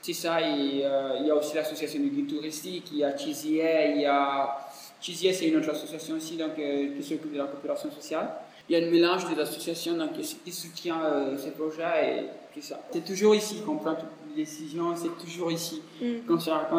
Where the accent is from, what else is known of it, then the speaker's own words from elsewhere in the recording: Cameroon; first language Fula; French is a second language; Moi, je ne suis pas français. Moi, je ne suis pas anglais. Je ne suis pas italien. Mais je suis camerounais.